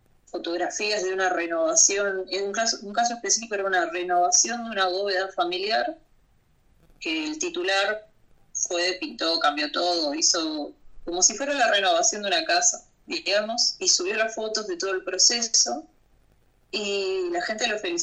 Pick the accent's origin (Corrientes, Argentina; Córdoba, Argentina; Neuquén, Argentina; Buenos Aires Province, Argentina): Buenos Aires Province, Argentina; en la ciudad de Buenos Aires y en el Gran Buenos Aires, que es de donde soy yo